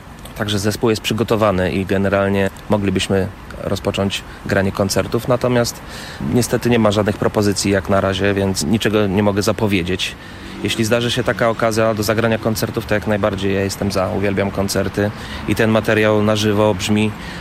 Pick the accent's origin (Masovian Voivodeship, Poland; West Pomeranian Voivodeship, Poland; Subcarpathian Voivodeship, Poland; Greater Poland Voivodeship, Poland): Masovian Voivodeship, Poland; Warsaw; moved away as an adult; now in United States; To było już po wieloletnim graniu tutaj w okolicach Warszawy, bo ja z Warszawy pochodzę.